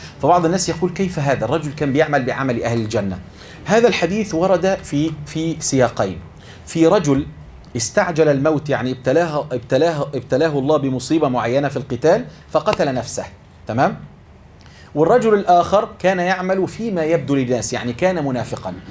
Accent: Egypt; إحنا عندنا في مصر مثل بنقول

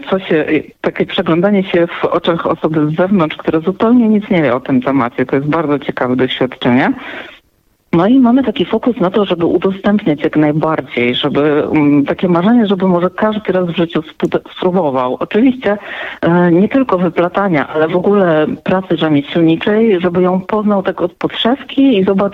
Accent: Cieszyn, Silesian Voivodeship, Poland; Ja pochodzę z Cieszyna, który w ogóle jest takim miastem i regionem, który bardzo silnie kultywuje różnego rodzaju swoje specyficzne tradycje.

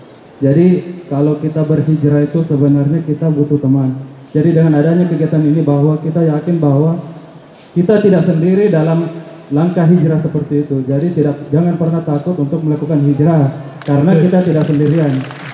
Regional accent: Makassar, South Sulawesi, Indonesia; Saya dari Makassar, Ustaz.

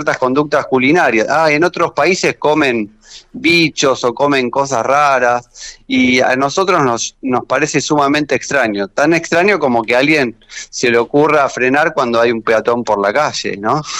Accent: Argentina; Somos argentinos, donde hay una rebeldía a la autoridad

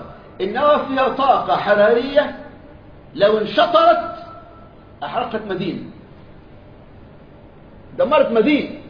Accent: Egypt; قالها كبير النصارى عندنا في مصر،

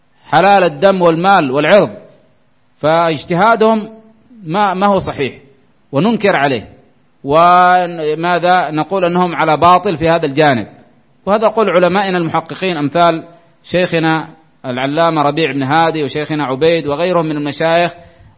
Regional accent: Yemen

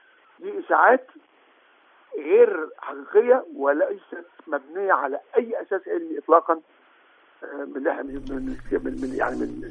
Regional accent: Egypt; المراكز البحوث عندنا في مصر 40 مركز بحث متخصصين

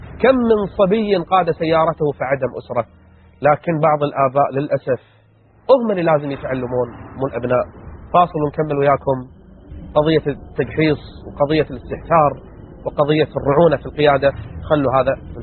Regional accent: Kuwait; يا جماعة انتكاس الجوالة ترى مصخة السالفة عندنا في الكويت

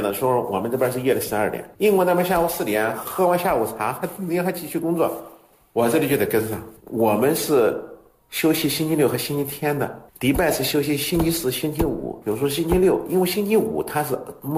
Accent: China; 我们是中国的承包商，中国人

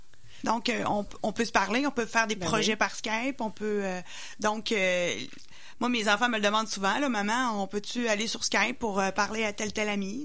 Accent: Bellechasse, Quebec, Canada; Donc, moi, je suis de Bellechasse.

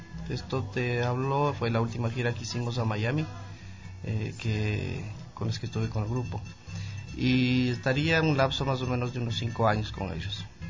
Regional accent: Quito, Pichincha, Ecuador; Bueno, yo soy de acá de Quito, me inicié musicalmente más o menos a los 10 años

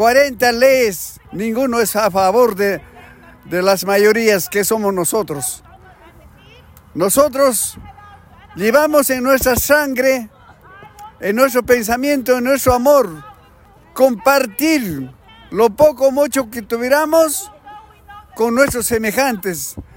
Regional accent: Peru; Yo soy peruano.

